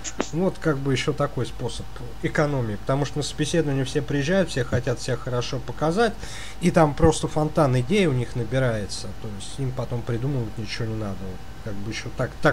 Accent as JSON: {"language": "Russian", "region": "Moscow Oblast", "country": "Russia", "said": "Ну, смотрите, как бы мы из Подмосковья, у нас ситуация, в общем-то, совершенно не лучше."}